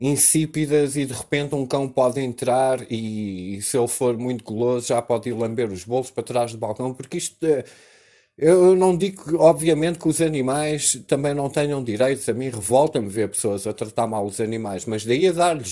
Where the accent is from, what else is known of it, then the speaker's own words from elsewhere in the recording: Portugal; nós próprios, como portugueses